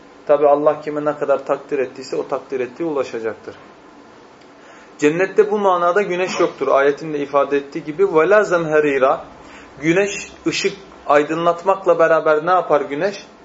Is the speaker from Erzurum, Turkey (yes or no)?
yes; Erzurum, Turkey; Özellikle ben Erzurumluyum. Bizim Erzurum'da insanların elleri yüzleri yanar.